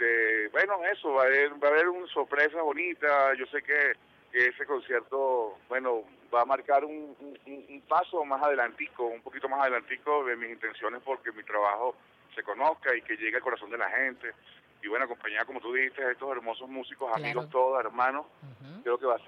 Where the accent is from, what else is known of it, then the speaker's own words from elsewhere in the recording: Caracas, Capital District, Venezuela; now in Barquisimeto, Venezuela; mi ciudad natal, que es Caracas. Yo me fui a vivir a Marquisimeto hace ya 4 años aproximadamente